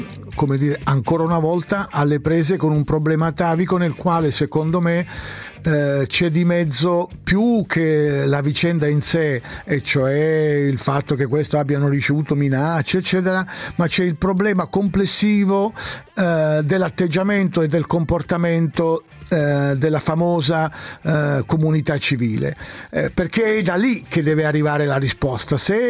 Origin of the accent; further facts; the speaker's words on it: Foggia, Apulia, Italy; born there; essendo io non nato a Vipiteno ma a Foggia, di tutto il sud.